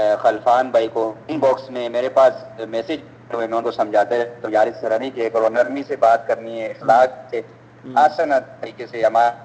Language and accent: Urdu; Attock, Punjab, Pakistan; پاکستان سے. ویسے تو میں, ہمارا جو آبائی جو شہر ہے نا اٹک ہے.